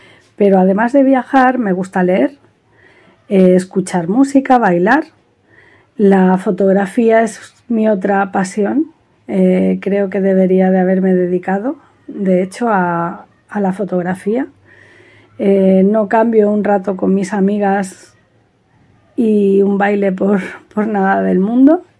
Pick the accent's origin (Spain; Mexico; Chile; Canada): Spain; L'Hospitalet de Llobregat, Catalonia; moved away as an adult; now in Málaga, Spain; Nací en Barcelona, en Hospitalet Centro, y viví allí durante 22 años. Y a esa edad me trasladé a Málaga, donde resido en la actualidad.